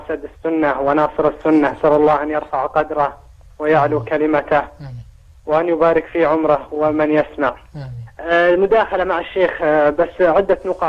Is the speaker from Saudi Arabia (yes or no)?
yes; Saudi Arabia; مثل عندنا في السعودية نستطيع أن نوزعها